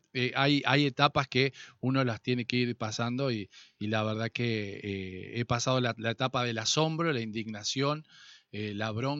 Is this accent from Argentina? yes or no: yes; Argentina; Pero también nosotros somos argentinos y sabemos reinventarnos.